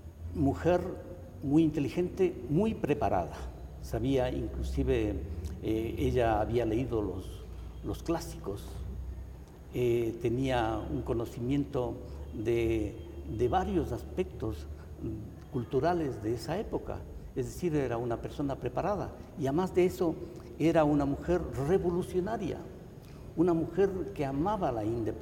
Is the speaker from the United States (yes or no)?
no; Ecuador; que nosotros como ecuatorianos, como americanos, nos empapemos del valor de nuestros ancestros